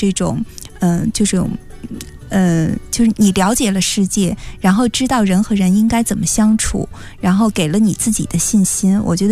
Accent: China; 可能我们中国人不太容易接受

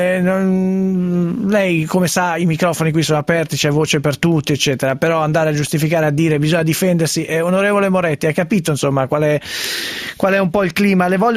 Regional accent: Sesto San Giovanni, Lombardy, Italy; Io poi sono di Sesto San Giovanni

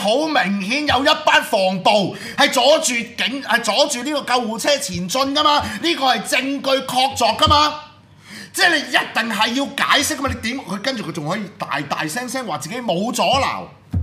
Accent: Hong Kong; 所以這件事件是一我們香港人，如果你還是一個有血性的香港人

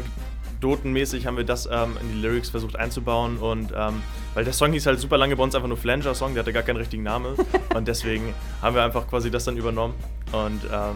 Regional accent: Kiel, Schleswig-Holstein, Germany; Wir kommen aus Kiel, wir haben unsere erste Single released.

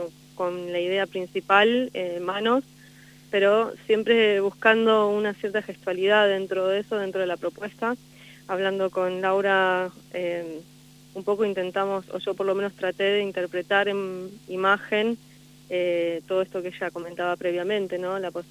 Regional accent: Buenos Aires, Argentina; Sí, de Buenos Aires

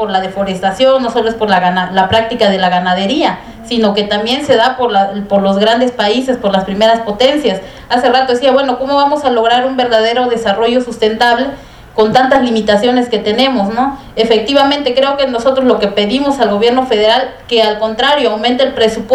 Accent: San Miguel Chimalapa, Oaxaca, Mexico; Yo soy comunera indígena de San Miguel Chimalapa, Soque.

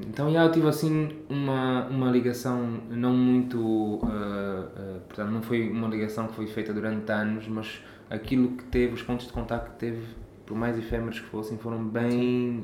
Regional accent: Angola; Escrevi-lhe uma carta, dizer, olha, sou angolano, não sei o quê, tenho um programa lá.

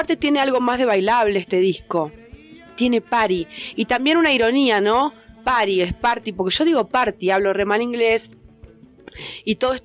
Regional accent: Patagonia, Argentina; allá yo soy de la Patagonia, del sur, y cuando era piba no había internet

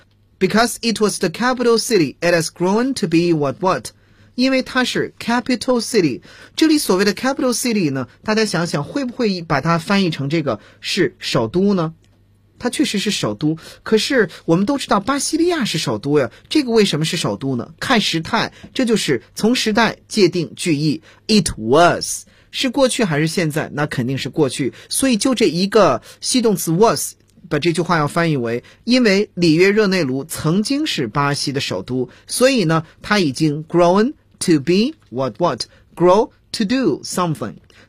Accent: China; 其次呢这个土壤呢我们中国人一般把这种土壤叫做黑土

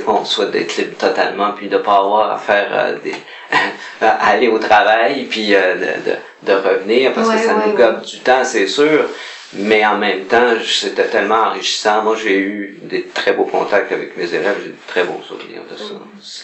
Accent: Montreal, Quebec, Canada; born there; Mais c'était près de Montréal, parce que je suis né à Montréal.

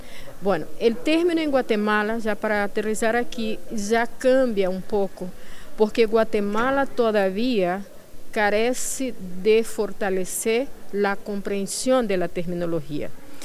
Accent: Brazil; yo soy brasileña y eso no puedo dejar de lado en ningún momento

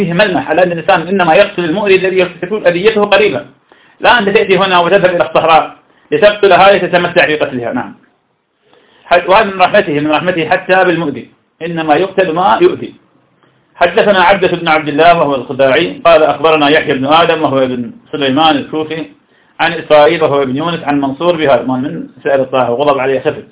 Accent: Ramadi, Al Anbar, Iraq; الذي عندنا في الرمادي

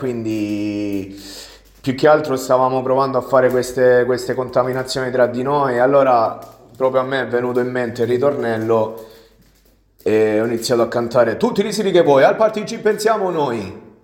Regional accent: Matino, Apulia, Italy; perché è un vecchio amico del mio paese di origine, Matino. Quindi tornato a Matino dopo, cioè durante la pandemia nel 2019

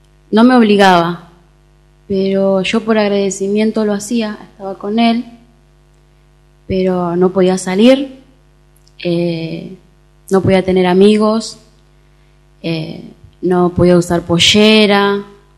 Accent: Entre Ríos, Argentina; moved away; poco contacto con mi familia, porque como me vine de Entre Ríos, estaba aislada de todo.

